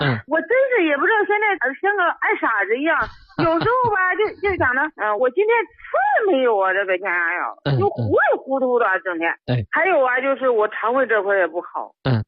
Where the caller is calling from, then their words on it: Hangzhou, Zhejiang, China; 我是杭州的。